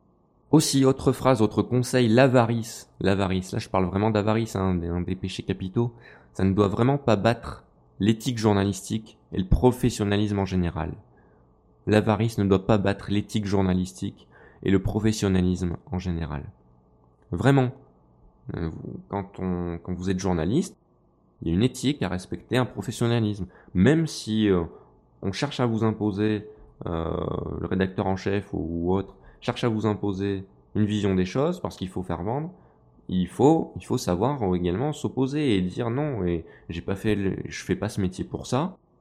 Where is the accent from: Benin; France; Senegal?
France; je suis français, j'ai un petit faible pour les pilotes français